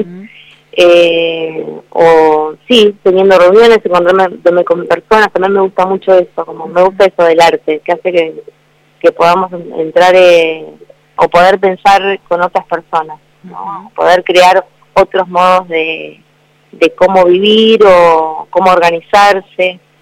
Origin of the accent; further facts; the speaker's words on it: Bahía Blanca, Buenos Aires Province, Argentina; Mirá que yo soy de la zona, soy de la zona. me crié y me formé en Bahía Blanca.